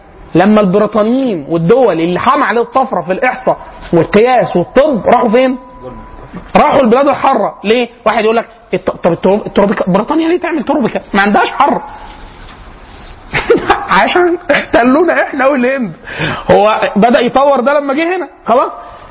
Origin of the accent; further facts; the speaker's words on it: Egypt; احنا كمصريين رايحين، احنا معانا كده معانا كبد